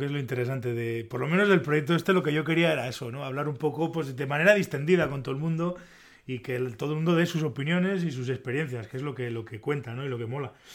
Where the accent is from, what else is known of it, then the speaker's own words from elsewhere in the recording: Pamplona, Navarre, Spain; No, yo soy de Pamplona.